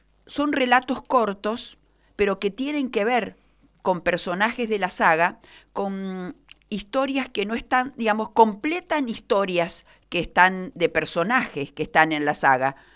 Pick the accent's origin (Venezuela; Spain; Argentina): Argentina; Mendoza; also born or lived in Santa Fe; cuando éramos muy pequeños y nos vinimos de Santa Fe a vivir a Mendoza, a Minetti